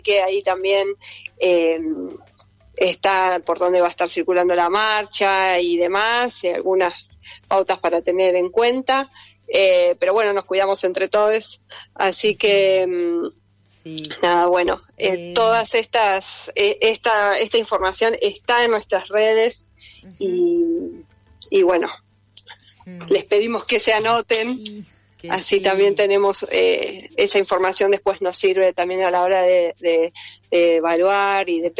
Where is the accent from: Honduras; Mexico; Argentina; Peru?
Argentina; San Miguel, Buenos Aires Province; Yo soy de San Miguel.